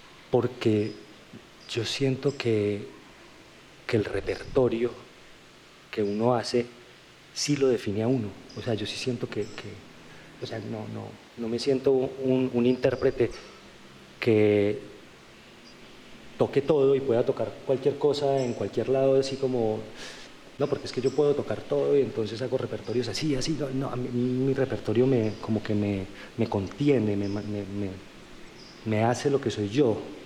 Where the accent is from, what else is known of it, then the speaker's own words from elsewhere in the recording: Bogotá, Colombia; born there; No, pues nací en Bogotá.